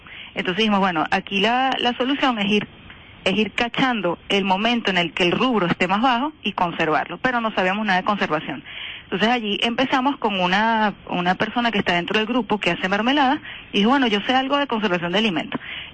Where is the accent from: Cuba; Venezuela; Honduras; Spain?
Venezuela; nosotros tenemos una estructura de consumo como venezolanos que fue impuesta.